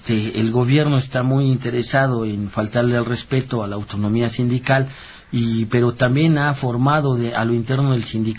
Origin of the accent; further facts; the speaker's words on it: Mexico; hay clases distintas entre nosotros como mexicanos, ¿no?